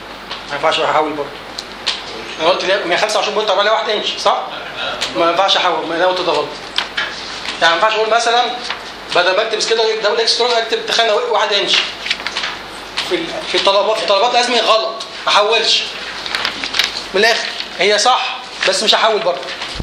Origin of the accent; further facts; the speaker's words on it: Egypt; زي عندنا في مصر بعد 5 أيام شوت داون على طول